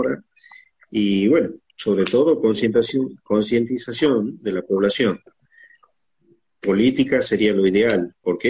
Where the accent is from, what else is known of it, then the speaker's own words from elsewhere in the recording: Palpalá, Jujuy, Argentina; born there; En Palpalá, Jujuy, a 15 kilómetros de San Salvador.